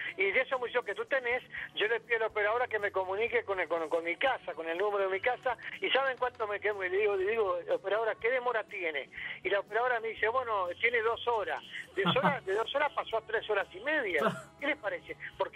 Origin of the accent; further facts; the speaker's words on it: Uruguay; Y bueno, allí arrancamos en el año 1995, donde nuestro país, Uruguay, ganara el décimo lugar en el mundo, ¿verdad?